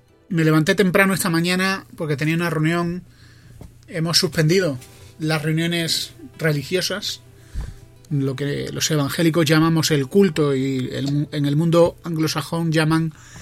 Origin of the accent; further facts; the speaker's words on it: Andalusia, Spain; now in Madrid, Spain; yo soy de Madrid. Bueno, yo soy andaluz, pero vivo en Madrid y ya me considero de Madrid.